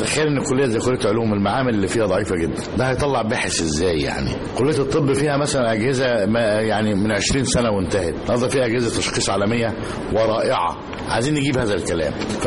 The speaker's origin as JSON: {"language": "Arabic", "country": "Egypt", "said": "لما تيجي مثلا للعلماء الطاقه عندنا في مصر"}